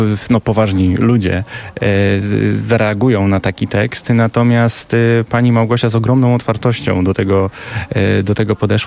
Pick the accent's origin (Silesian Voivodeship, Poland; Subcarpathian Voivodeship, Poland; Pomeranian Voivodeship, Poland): Pomeranian Voivodeship, Poland; Gdynia; bo wychowywałem się zresztą w Gdyni przez wiele, wiele lat.